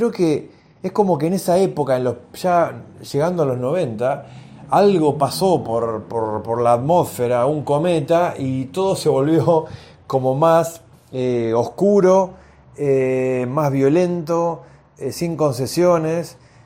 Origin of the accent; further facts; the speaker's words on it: Argentina; yo soy de Argentina